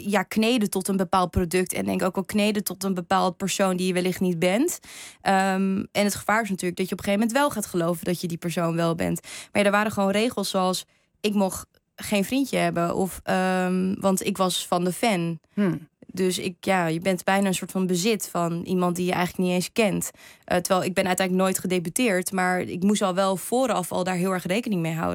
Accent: Japan; als ik zei dat ik uit Japan kwam.

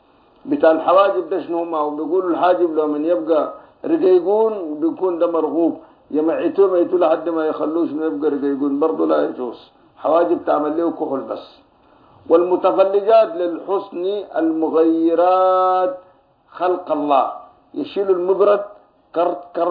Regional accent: Sudan; نحن هنا عندنا في السودان وفي غيرها من الدول الإفريقية بنعمل الوسم ده

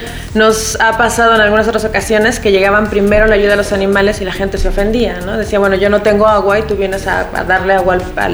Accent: Mexico; salimos de México. Íbamos tres médicos veterinarios de México

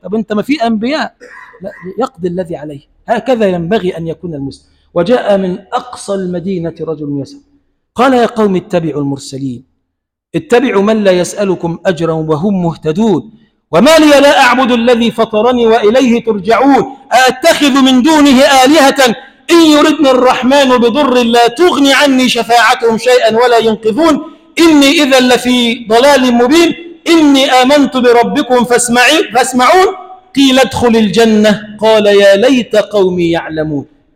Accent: Egypt; اللهم اجعل بلدنا مصر بلدا آمنا مطمئنا سخاء رخاء

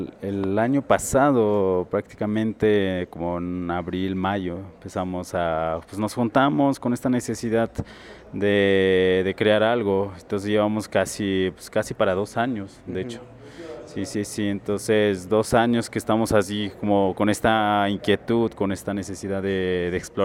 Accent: Oaxaca, Mexico; Nosotros somos de la Sierra Mije, somos Mijes, Ayucaoy. Gente de la montaña, de las nubes, está como a 2 horas de la capital de Oaxaca. Entonces está así como en la Sierra Norte, ya como yéndose a Veracruz. Estamos en estos lugares.

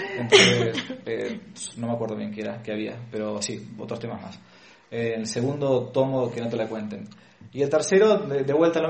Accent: Argentina; que uno había recibido cuando era chico, por ejemplo, en Argentina, ¿no? En Hispanoamérica.

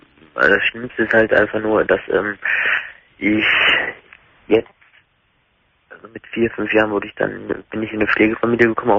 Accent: Germany; born or raised there; also born or lived in Skopje, North Macedonia

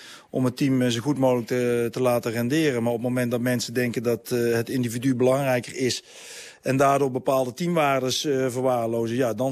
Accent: Netherlands; Maar ja, ik blijf Nederlander.

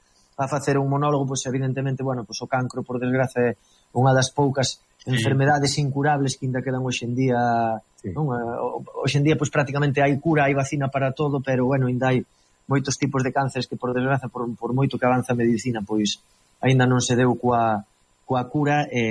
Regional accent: Arteixo, Galicia, Spain; eu sempre digo que son de Arteixo a un lado

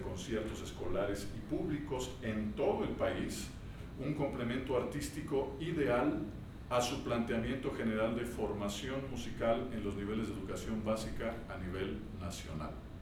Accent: Morelia, Michoacán, Mexico; Muy temprano me inicié en la dirección en Morelia, que es de donde yo soy y donde estudié, en el Conservatorio de las Rosas.

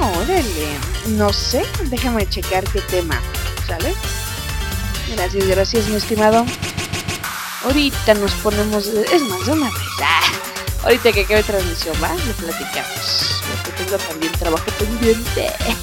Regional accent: Ecatepec, State of Mexico, Mexico; Yo soy de la Ciudad de México. Aquí de México, más para más referencia, de Catepec.

